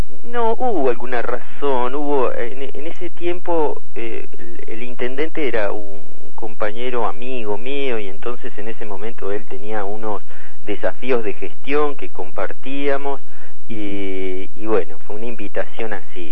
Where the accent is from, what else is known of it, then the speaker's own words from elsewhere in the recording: General Villegas, Buenos Aires Province, Argentina; yo me crié en General Villegas, en la provincia de Buenos Aires. Ajá. Después, bueno, estudié en Buenos Aires